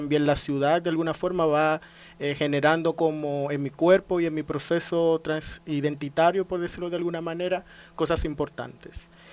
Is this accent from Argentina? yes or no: no; Santo Domingo, Dominican Republic; Sí, nací en Santo Domingo en 1990. Claro, una ciudad donde también ha sido interesante como nacer y crecer ahí.